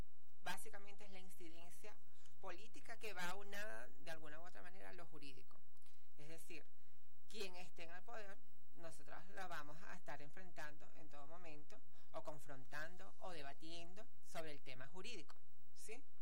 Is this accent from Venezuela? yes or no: yes; Venezuela; Como venezolanos y venezolanas, tenemos la protección como ciudadanos y ciudadanas